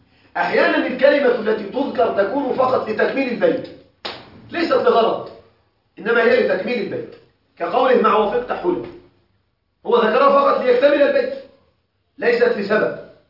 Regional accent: Egypt; عندنا في مصر أكلة مشهورة جدا تسمى الكوارع

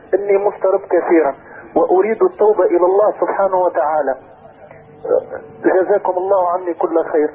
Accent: Tunisia; انا شاب تونسي والحمد لله مسلم ومؤمن بالله.

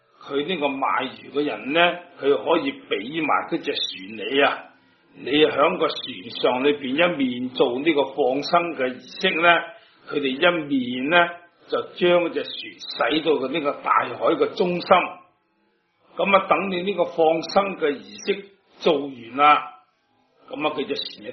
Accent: China; 今日五戒对于我哋中国人呢种礼教嚟讲咧

